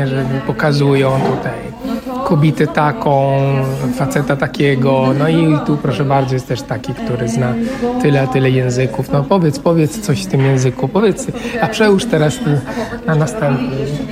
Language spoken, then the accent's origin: Polish; Italy; Polish is a second language; now in Poland; bardzo kocham Włochy. Natomiast uwierała mnie ta kultura. Być może tego, że też pochodzę z niezbyt dużego miasta